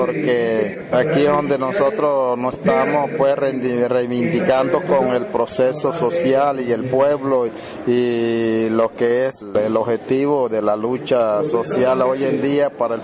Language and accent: Spanish; Riohacha, La Guajira, Colombia; soy de la etnia Wayú, vengo de La Guajira, sobre todo el municipio de Riohacha.